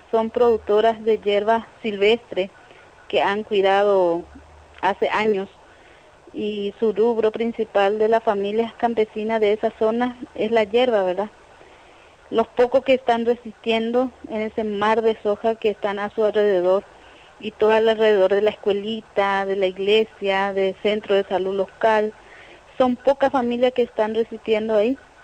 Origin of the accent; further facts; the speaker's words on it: Caaguazú, Paraguay; Yo soy de departamento de Caguazú, de acá de Paraguay.